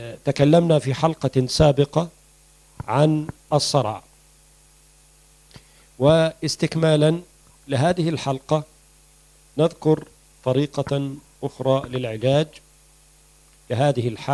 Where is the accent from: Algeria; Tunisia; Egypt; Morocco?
Egypt; وبعض الأماكن يسمى الكرنب عندنا في مصر.